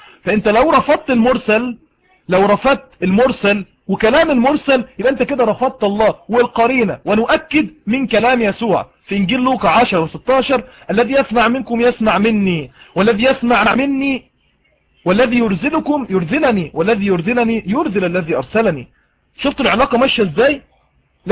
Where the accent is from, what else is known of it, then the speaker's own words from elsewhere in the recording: Egypt; أنا مصري وهو مصري